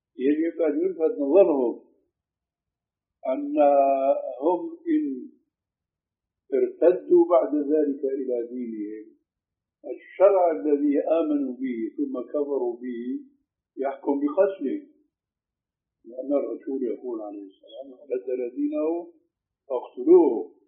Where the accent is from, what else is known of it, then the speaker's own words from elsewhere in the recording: Syria; أشبه شيء فيما يبدو لي بالحلاقة الإنجليزية هذا تعرف عندنا في سوريا، في عندكم هيك شيء؟